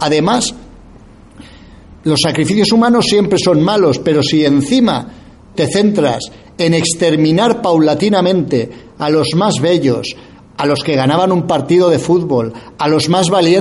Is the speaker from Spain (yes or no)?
yes; Spain; desprecian hasta nuestro acento al hablar, algo exageradísimo, unas cotas de racismo muy elevadas contra los españoles que han sido metidas, como digo, década tras década, hablando de que los españoles solo fuimos allí a robarles